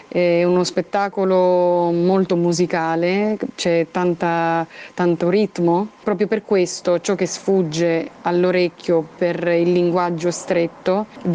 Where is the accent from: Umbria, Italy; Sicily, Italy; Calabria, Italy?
Sicily, Italy; Marsala; accent: Marsala dialect; Tadrite è il nome siciliano del pipistrello, in un linguaggio ormai antico e con una R in più tipica del mio dialetto marsalese